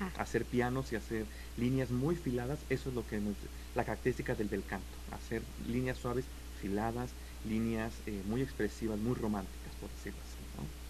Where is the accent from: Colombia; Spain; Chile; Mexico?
Mexico; Mexico City; Yo soy del México, del DF, exactamente.